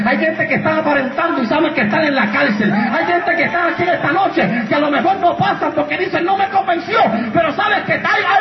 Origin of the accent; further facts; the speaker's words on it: Puerto Rico; Mira, hermano, cuando yo voy hasta a predicar a otros lados, y le digo, yo soy de Puerto Rico.